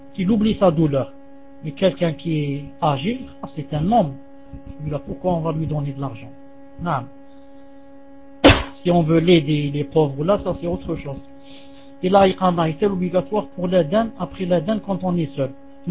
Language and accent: French; Algeria; French is a second language; je lui dis, moi en Algérie, si on circoncit une femme, c'est très grave.